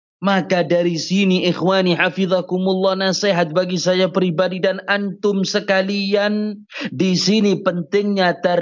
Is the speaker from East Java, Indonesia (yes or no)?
yes; Pasuruan, East Java, Indonesia; Di kota saya di Pasuruan, ada seorang jutawan.